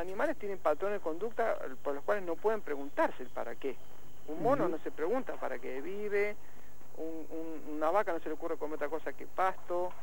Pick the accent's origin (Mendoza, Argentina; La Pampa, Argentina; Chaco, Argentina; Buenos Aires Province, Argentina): Buenos Aires Province, Argentina; Los Hornos; cuando era chico, bueno, yo vivía en Los Hornos y vivíamos en una ciudad donde uno podía, viste, primero no había reja en las casas